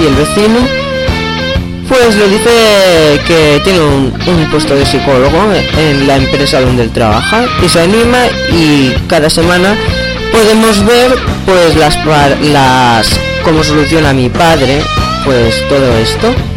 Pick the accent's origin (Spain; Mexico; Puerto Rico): Spain; Catalonia; porque yo, como sabéis, soy de Cataluña y lo estudio en catalán.